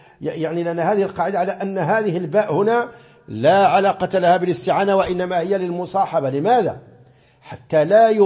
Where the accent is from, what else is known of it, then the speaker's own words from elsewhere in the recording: Morocco; كما مر معنا مثلا في القنوت، في قنوت الصبح عندنا في المغرب